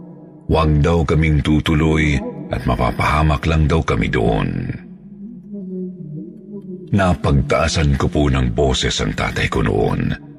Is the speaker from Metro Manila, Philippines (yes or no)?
no; Cebu, Central Visayas, Philippines; Mula sa amin sa Cebu, bumiyahe po silang anim noong ikatlo ng Enero